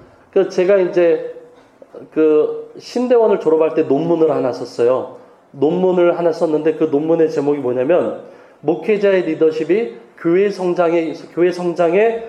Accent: Changsin-dong, Seoul, South Korea; born there; also born or lived in Cheongnyangni; 제가 면목동에도 있어봤고 청량리에도 있어봤고 있고 제가 태어난 곳이 창신동이에요.

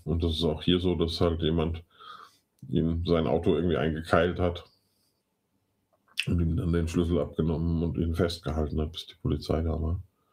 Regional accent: Giessen, Hesse, Germany; dass meine Heimat irgendwie eine Rubrik wird bei den Affen. Also es ist gerade nicht so einfach, in Gießen zu wohnen irgendwie.

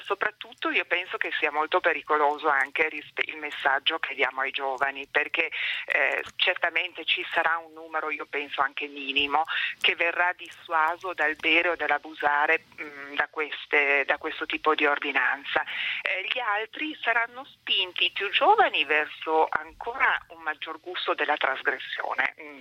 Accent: Turin, Piedmont, Italy; sono una torinese che ha l'ufficio, l'istituto in San Salvario proprio

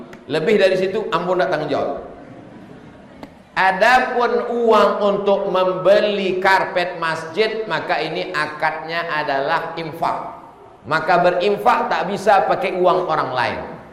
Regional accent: West Sumatra, Indonesia; Saya orang Minang, punya anak laki-laki dan perempuan.

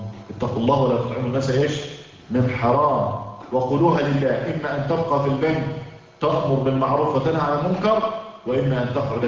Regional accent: Egypt; يعني عندنا في مصر مثلا على سبيل المثال

